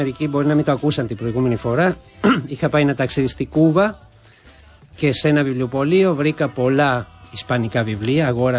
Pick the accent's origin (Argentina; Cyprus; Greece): Argentina; moved away; Λοιπόν, από τότε έφυγα από την Αργεντινή με ένα σακίδιο στο νόμο, μια κιθάρα στο χέρι.